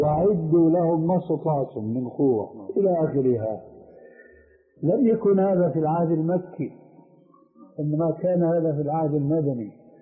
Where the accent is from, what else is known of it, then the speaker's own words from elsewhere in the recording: Syria; كما يقولون عندنا في الشام